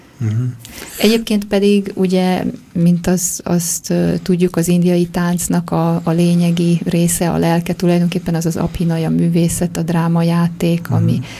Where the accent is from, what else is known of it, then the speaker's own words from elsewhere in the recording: Debrecen, Hajdú-Bihar, Hungary; Debreceni vagyok, igen.